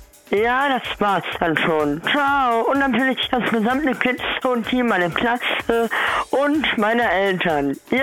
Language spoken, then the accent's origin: German; Kreuztal, North Rhine-Westphalia, Germany; ich komme aus Kreuztal-Krombach. Ne? Da, wo das Krombacher Bier herkommt.